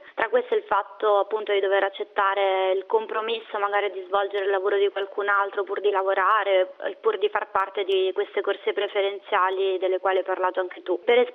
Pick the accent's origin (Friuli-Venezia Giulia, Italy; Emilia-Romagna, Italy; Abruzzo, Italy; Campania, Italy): Emilia-Romagna, Italy; Bologna; moved away as an adult; ho 28 anni, sono di Bologna. Ho lasciato l'Italia nell'ottobre del 2015 per venire a lavorare qui a Malta come co-founder di una web agency.